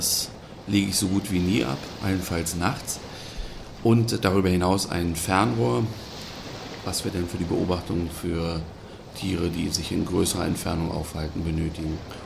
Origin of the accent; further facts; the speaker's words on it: Berlin, Germany; moved away as an adult; ich komme nicht ursprünglich aus dieser Region, sondern ich stamme aus Berlin.